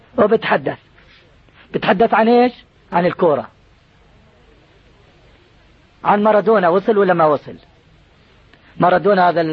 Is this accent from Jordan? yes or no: yes; Jordan; احنا عندنا في الأردن منازل